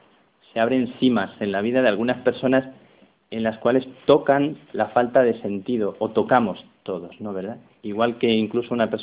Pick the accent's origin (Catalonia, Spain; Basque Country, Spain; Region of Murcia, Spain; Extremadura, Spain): Extremadura, Spain; Plasencia; las monjas de mi pueblo, que eran las carmelitas de Plasencia, yo soy de Plasencia